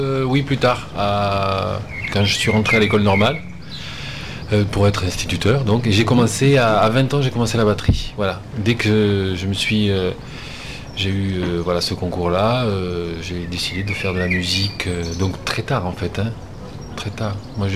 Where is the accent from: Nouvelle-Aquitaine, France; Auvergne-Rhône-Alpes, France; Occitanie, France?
Occitanie, France; Montauban; born there; je suis né à Montauban, pas très loin d'ici, donc.